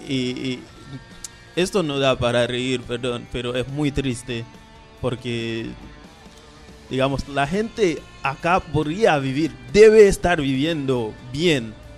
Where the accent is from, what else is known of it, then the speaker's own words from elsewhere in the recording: Haiti; no es para decir que yo la tengo toda clara o que yo podría volver a resolver las cosas que pasan en mi país. La pelea es igual. Ahí es un país hermoso, Haití